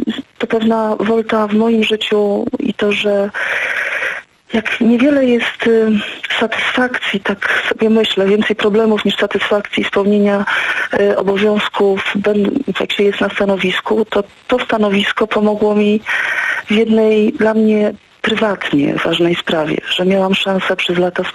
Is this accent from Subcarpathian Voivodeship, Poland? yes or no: yes; Dębica, Subcarpathian Voivodeship, Poland; Ja jestem z Dębicy, ja jestem stąd.